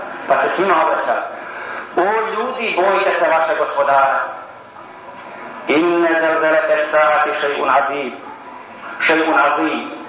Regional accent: Bosnia & Herzegovina; Ja kao musliman sam najveći. I nema veći. I još iz Bosne sam.

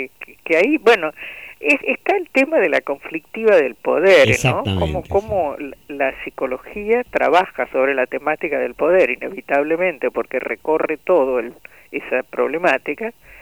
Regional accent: Tucumán, Argentina; cómo crecimos en Tucumán, ¿no?, en el medio de una crisis tremenda, en el año 66

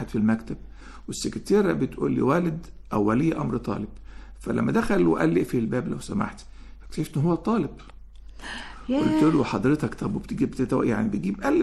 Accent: Egypt; طرق التدريب أو التعليم عندنا في مصر ما بتكشفش المواهب

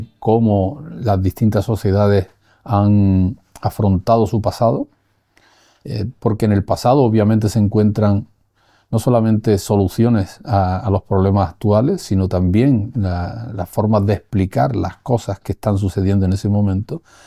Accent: Andalusia, Spain; born there; nací en un pueblo del norte de la provincia de Granada, pueblo campesino, muy poco vinculado a los tópicos del latifundio de Andalucía

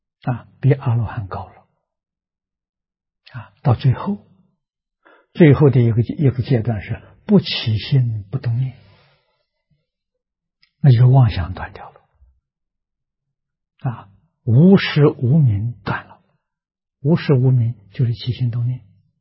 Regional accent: China; 我们中国人所谓心浮气躁，心浮气躁生烦恼。

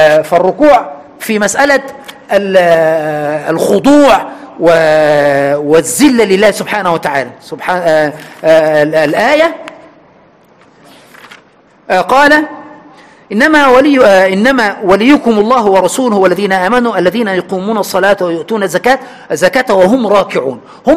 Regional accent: Egypt; أنا من عشرات السنين وأنا مصري وأعلم أهل مصر

